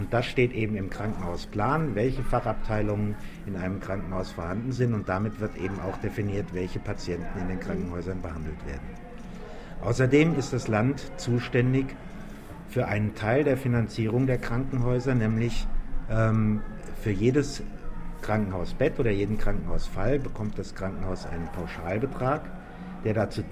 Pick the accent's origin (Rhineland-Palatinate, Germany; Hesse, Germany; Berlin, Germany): Hesse, Germany; Ich komme aus Hessen